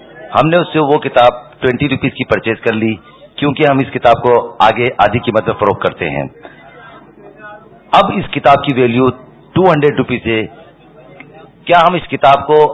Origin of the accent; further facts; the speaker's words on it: Karachi, Sindh, Pakistan; اور میرا تعلق کراچی اردو بازار سے ہے.